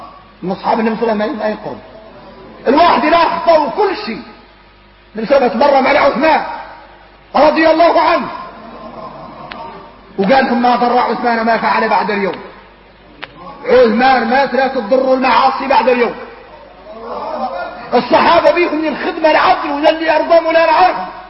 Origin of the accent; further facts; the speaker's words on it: Mauritania; واحنا موريتاني خارجنا من حب الدنيا يخلع